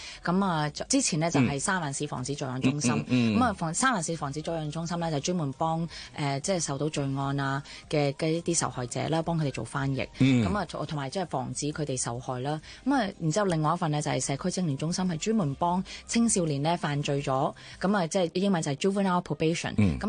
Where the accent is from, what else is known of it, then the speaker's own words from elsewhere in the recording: Chaozhou, Guangdong, China; 我唔單止咁，我係潮州人，隔啲楞啊！